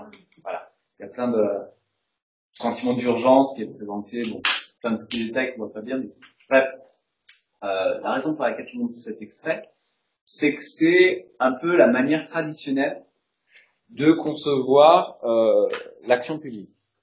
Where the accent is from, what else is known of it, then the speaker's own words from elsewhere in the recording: Russia; je dis ça sans jugement de valeur, je viens de la Russie.